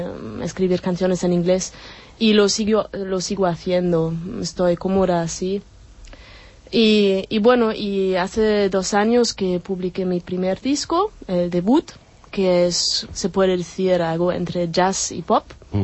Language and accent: Spanish; Berlin, Germany; Spanish is a second language; moved away as an adult; now in Barcelona, Spain; Sí, de Berlín, soy alemana. I, bueno, vine por un Erasmus en el 2004, y bueno, y más o menos se puede decir que me quedé